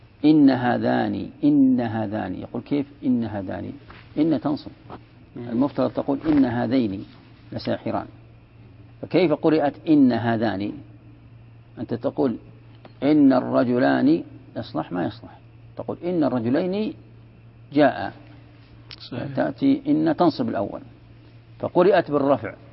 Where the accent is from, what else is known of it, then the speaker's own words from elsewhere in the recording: Najd, Saudi Arabia; وهذه موجودة ترى عندنا في نجد